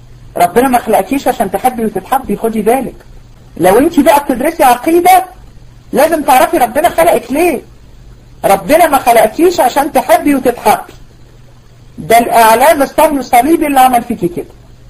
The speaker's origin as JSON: {"language": "Arabic", "country": "Egypt", "said": "احنا كميه موت الفجأة اللي بقت عندنا في مصر غير طبيعيه"}